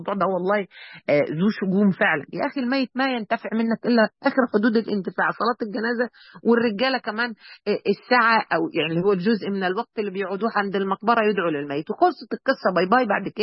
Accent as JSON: {"language": "Arabic", "town": "Mansoura", "region": "Dakahlia", "country": "Egypt", "said": "دلوقتي العزاءات عندنا يعني احنا عندنا في المنصوره، كنت ماشيه في الشارع كده من الشوارع الكبيره في المنصوره"}